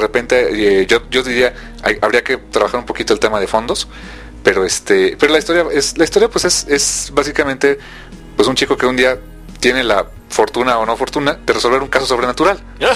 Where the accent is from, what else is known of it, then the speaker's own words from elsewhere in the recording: Mexico; y no nada más por apoyar porque somos mexicanos y se acabó